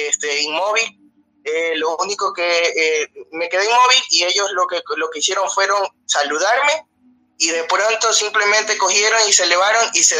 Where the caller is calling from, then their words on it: Ecuador; te llamo desde Ecuador.